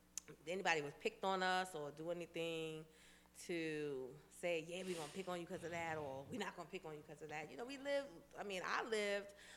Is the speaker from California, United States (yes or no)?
no; Queens, New York, United States; we lived in, we lived in South Jamaica, Queens. 40 Projects in the house. Let me get a shout out to my hometown.